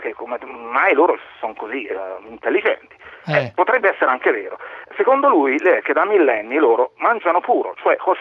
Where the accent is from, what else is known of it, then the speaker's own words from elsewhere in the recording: San Casciano in Val di Pesa, Tuscany, Italy; io sono d'Urbino, però sono di San Casciano Val di Fesa, come si può sentire dall'accento.